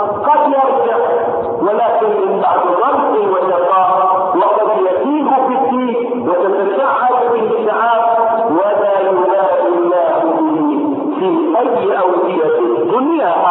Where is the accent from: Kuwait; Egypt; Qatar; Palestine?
Egypt; وان لم تكن واضحه في حياتنا نحن هنا كمصريين